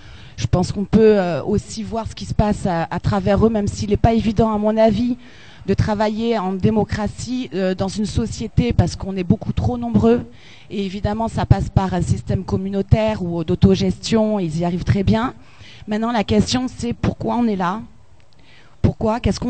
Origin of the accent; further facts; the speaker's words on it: Bordeaux, Nouvelle-Aquitaine, France; moi, je viens de la province, je viens de Bordeaux.